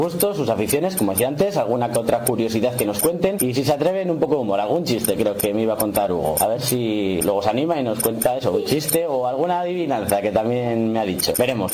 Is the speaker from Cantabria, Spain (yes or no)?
yes; San Felices, Cantabria, Spain; nos encontramos en los corrales de Buelna, cerca de mi pueblo. Yo soy de San Felices, además.